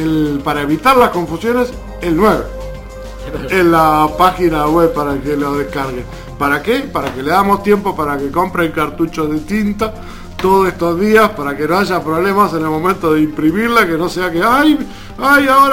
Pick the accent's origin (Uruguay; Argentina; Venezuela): Uruguay; Nosotros, como uruguayos, sabemos que estamos en el 1.